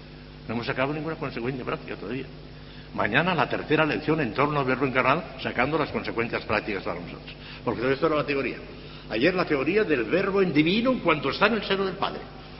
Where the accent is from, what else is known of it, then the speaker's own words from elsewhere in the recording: Morella, Valencian Community, Spain; En Morella, en mi pueblo, en la procesión del cuerpo salen un montón de imágenes